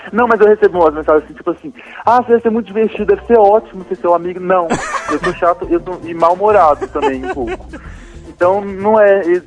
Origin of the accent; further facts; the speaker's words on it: Brasília, Federal District, Brazil; É porque Brasília não tem uma identidade própria, né?